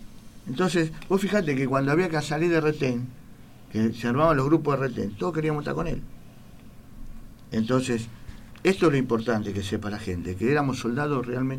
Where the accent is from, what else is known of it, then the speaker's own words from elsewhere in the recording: Argentina; como veterano de guerra, pero más que nada como argentino